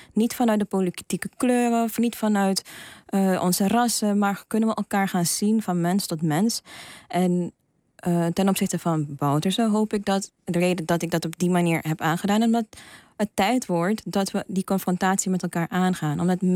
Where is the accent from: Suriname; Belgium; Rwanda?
Suriname; also born or lived in Netherlands; want ik ben in Nederland geboren, maar in Suriname opgegroeid.